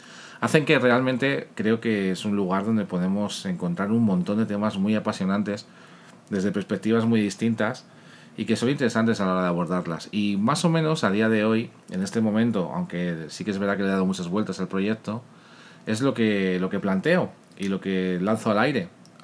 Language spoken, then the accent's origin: Spanish; Spain; soy español. Eso me imagino que todos los que me estén escuchando desde Latinoamérica o desde fuera de mi país, mi acento me habrá delatado enseguida. Vivo en Madrid